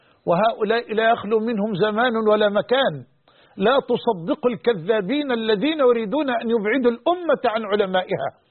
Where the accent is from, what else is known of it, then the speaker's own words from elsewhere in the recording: Egypt; وأن يحفظ بلدنا مصر